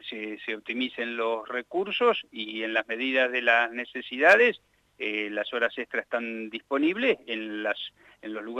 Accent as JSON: {"language": "Spanish", "town": "Santa Rosa", "region": "La Pampa", "country": "Argentina", "said": "somos todos de Santa Rosa, relaciones de familia"}